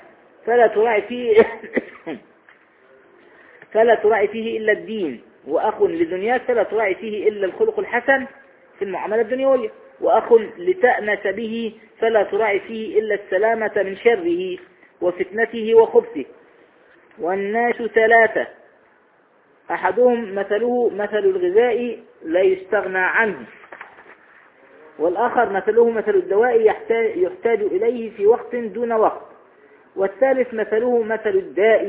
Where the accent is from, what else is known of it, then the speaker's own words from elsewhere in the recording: Egypt; ويقولون ايضا عندنا في مصر الصاحب ساحب